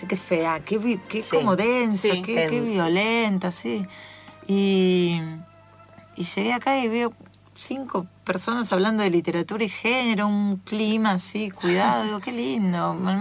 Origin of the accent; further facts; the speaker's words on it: Las Varillas, Córdoba, Argentina; moved away; yo soy de Córdoba, de Las Varillas, de un pueblo chiquito, una ciudad chiquita.